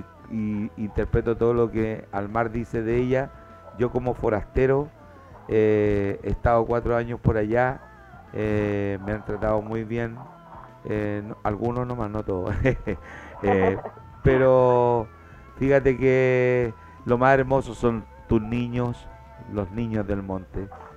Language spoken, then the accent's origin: Spanish; Chile; Si no sufrir, no soy chileno.